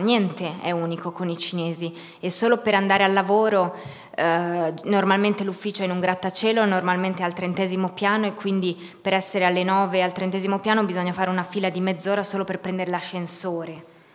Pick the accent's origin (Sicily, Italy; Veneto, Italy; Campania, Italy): Veneto, Italy; Pieve di Cadore; Io sono nata a Pieve di Cadore, quindi sono nata in montagna, ho avuto l'infanzia dei bambini negli anni 90. Poi ho studiato cinese a Roma, lingue orientali